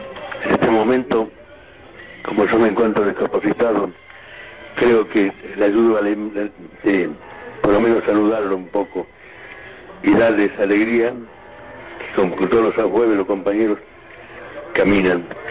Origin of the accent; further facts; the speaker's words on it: Ferrere, Buenos Aires, Argentina; Soy de la Ferrere